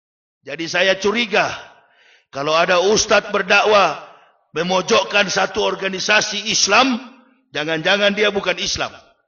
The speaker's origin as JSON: {"language": "Indonesian", "town": "Manado", "region": "North Sulawesi", "country": "Indonesia", "said": "Saya bukan orang bule. Saya orang Manado. Saya orang Indonesia. Dilahirkan dari keluarga militer. Ayah saya pensiunan Letnan Kolonel … Ibu saya kepala sekolah. Keluarga saya di Manado tadinya Kristen, sekarang sudah Muslim, Pak."}